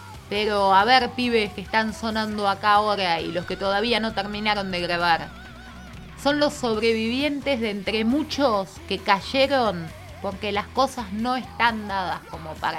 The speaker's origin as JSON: {"language": "Spanish", "country": "Argentina", "said": "hay cosas que se hacen a la que te criaste por eso mismo de que somos argentinos"}